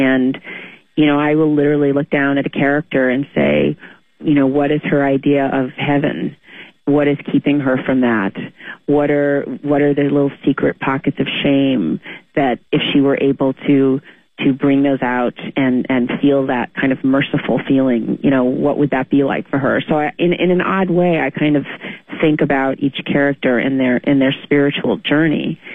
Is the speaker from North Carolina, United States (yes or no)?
no; Glastonbury, Connecticut, United States; there's a wonderful woman named Chris Galata, who is in my hometown in Glastonbury, Connecticut, and she still is.